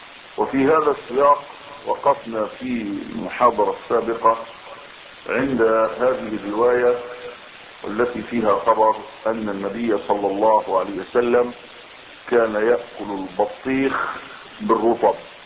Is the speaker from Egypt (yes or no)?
yes; Egypt; وهذه قضية حقيقية عندنا بالذات كمصريين، نحن لا نحسن ان نأكل.